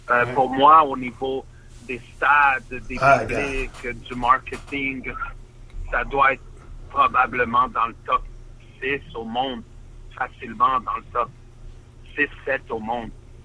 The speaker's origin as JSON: {"language": "French", "town": "Montreal", "region": "Quebec", "country": "Canada", "tie": "born or raised there", "said": "j'ai grandi à Montréal, je suis de Montréal, mais j'ai vécu dans beaucoup de villes, comme vous savez, dans beaucoup de places."}